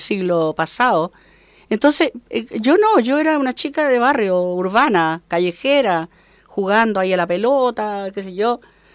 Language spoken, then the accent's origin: Spanish; Santiago, Santiago Metropolitan Region, Chile; born there; Y yo nací en Santiago.